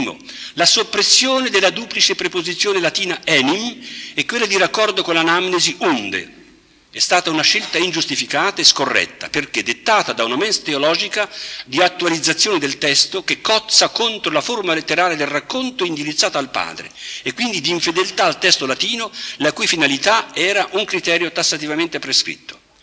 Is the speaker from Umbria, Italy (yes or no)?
no; Milan, Lombardy, Italy; Provengo da Milano